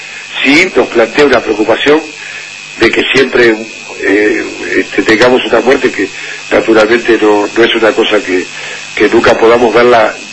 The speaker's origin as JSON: {"language": "Spanish", "country": "Uruguay", "said": "Sí, como corresponde, como uruguayo"}